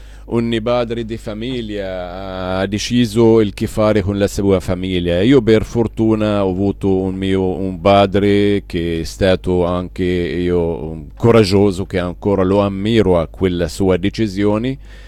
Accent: Palestine; per fortuna io vivo ancora nella mia Palestina e nella mia terra palestinese.

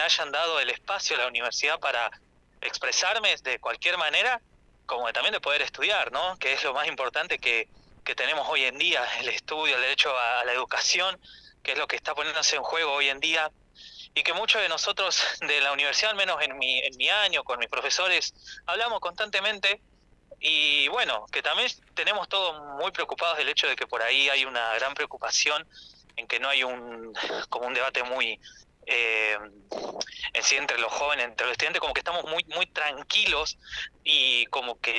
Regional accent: Santa Isabel, La Pampa, Argentina; now in Santa Rosa, Argentina; Yo en realidad soy de Santa Isabel, ya estoy en cuarto año de mi carrera en comunicación social, estudiante avanzado por suerte

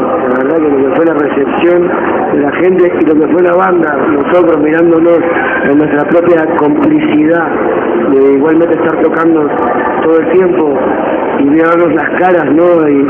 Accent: Uruguay; Nosotros, bueno, venimos de Uruguay, que queda un poco lejos, ¿no?

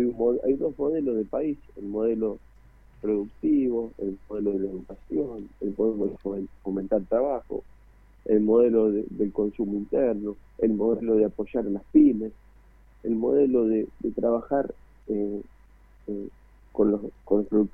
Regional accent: Cruz Alta, Córdoba, Argentina; básicamente en mi pueblo yo estoy haciendo una carta para pasarla puerta por puerta a cada vecino

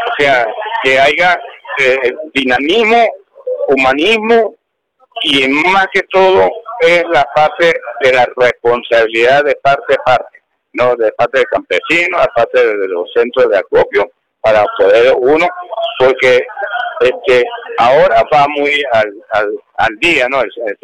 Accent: Ceboruco, Táchira, Venezuela; nosotros somos de Ceboruco

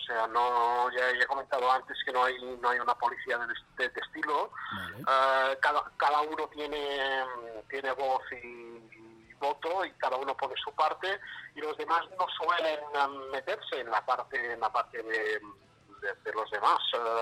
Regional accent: Manacor, Balearic Islands, Spain; somos de Manacor y no hemos hecho ningún concierto en Manacor

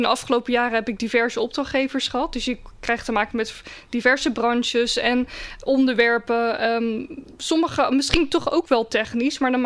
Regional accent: Rotterdam, South Holland, Netherlands; ik ben in Rotterdam geboren, ben er opgegroeid.

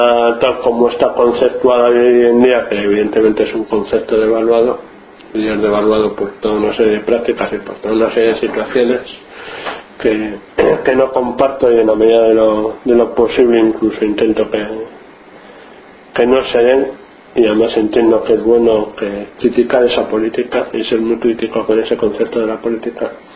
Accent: Bilbao, Basque Country, Spain; born there; now in Rentería, Spain; nací en Bilbao y llevo en Rentería ya 17 años.

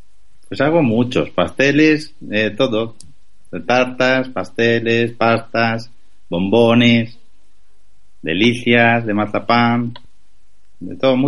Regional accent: Huelva, Andalusia, Spain; Porque yo soy de Huelva, entonces yo con los míos.

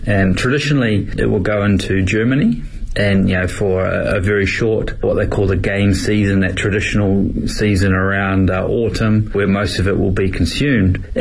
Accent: South Island, New Zealand; We're from the South Island, New Zealand, and that's where most of the deer are farmed.

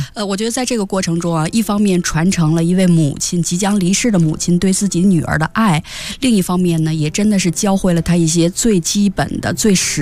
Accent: Guangdong, China; 另外一方面可以像咱们广东人蒸白粥那样

